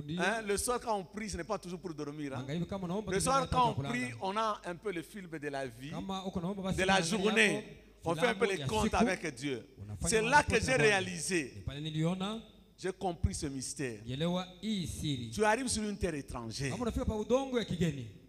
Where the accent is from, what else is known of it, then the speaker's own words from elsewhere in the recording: Kolwezi, Lualaba, DR Congo; Évidemment, je suis né à Kolwezi. J'ai grandi à